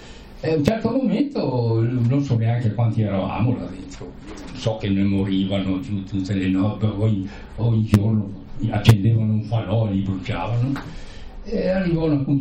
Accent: Trentino-Alto Adige, Italy; Ma te, sono un trentino, no?

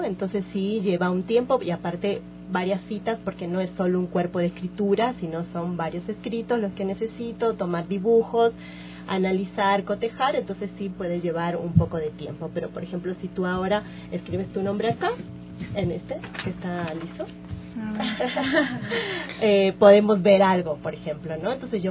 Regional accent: Argentina; yo estudié grafología, soy argentina, yo estudié en Buenos Aires.

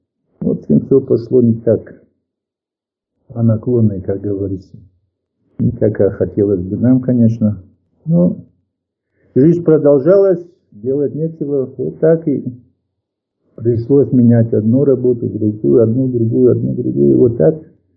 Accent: North Ossetia–Alania, Russia; also born or lived in Dushanbe, Tajikistan; через 3 года мы приехали в Осетию, вернулись домой, и вот с тех пор, например, здесь пошел в детский садик в горах у нас там, и потом в школу пошел, закончил школу

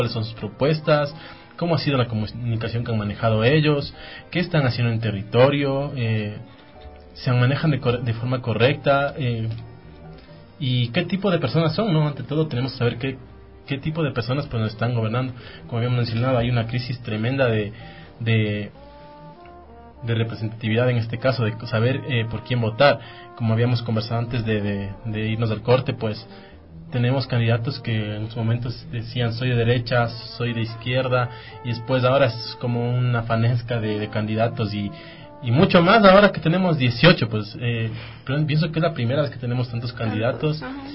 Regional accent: Quito, Pichincha, Ecuador; nosotros como quiteños no, hay muchos candidatos que no van a llegar ni al 0,5%

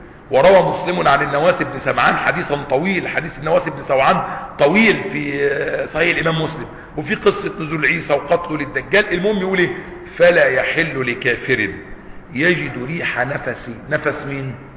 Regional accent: Egypt; وحتى عندنا في مصر وبلادنا يقول لك ولاد اصول

